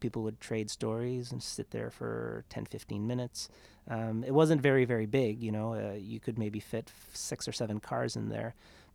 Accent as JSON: {"language": "English", "town": "Wedgeport", "region": "Nova Scotia", "country": "Canada", "tie": "born or raised there", "lives_now": "Ottawa, Canada", "said": "I grew up in a small little town called Wedgeport, Nova Scotia, which is a small Acadian fishing village in the southwest corner of the province."}